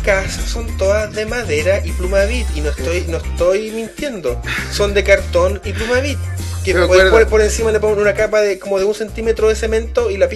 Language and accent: Spanish; Chile; nosotros, como chilenos, tenemos que nosotros mismos reconocer lo que estamos haciendo